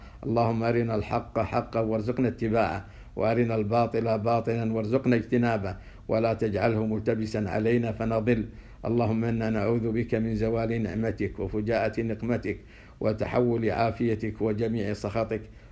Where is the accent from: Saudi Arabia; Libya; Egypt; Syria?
Saudi Arabia; وخير من يمثل ذلك حاليا بلادنا السعودية